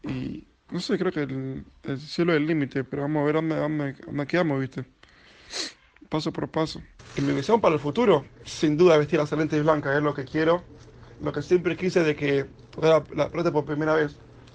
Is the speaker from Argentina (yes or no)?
yes; La Plata, Buenos Aires Province, Argentina; born there; tengo 22 años, nací en La Plata, Argentina.